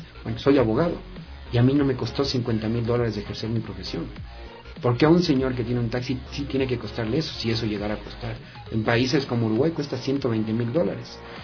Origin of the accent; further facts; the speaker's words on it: Ecuador; por qué digo que somos bacanos los ecuatorianos?